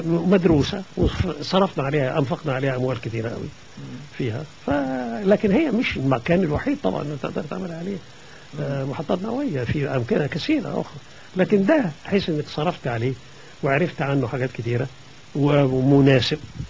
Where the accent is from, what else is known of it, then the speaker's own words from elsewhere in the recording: Egypt; وأنا عايز أقول لك إن كمية الغاز اللي عندنا في مصر